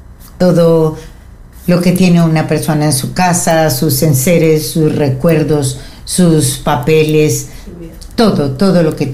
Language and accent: Spanish; Colombia; como buena colombiana que soy